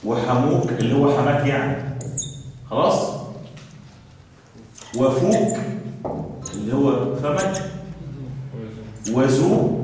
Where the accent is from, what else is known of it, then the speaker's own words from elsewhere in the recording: Egypt; ليه عندنا كمصريين يقول لك حاجه شر